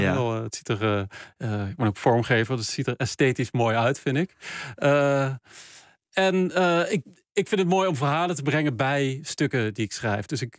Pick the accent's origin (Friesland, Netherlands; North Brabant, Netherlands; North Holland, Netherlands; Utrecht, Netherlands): North Brabant, Netherlands; Geldrop; zijn delen uit het dorp waar ik vandaan kom. Gelderop, in het zuiden van. Dus bij Eindhoven, het zuiden van Nederland.